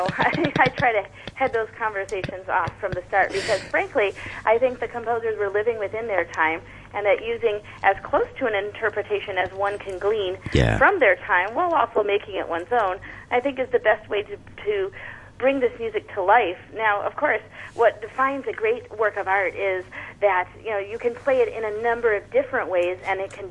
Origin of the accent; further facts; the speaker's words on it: Chicago, Illinois, United States; I was lucky to be homeschooled as I was growing up in Chicago because of my practice hours.